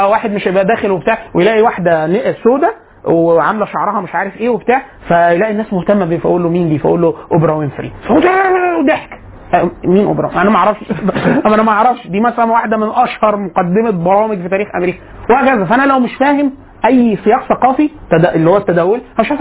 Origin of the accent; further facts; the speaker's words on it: Egypt; احنا كمصريين بنفهم ان ده ايه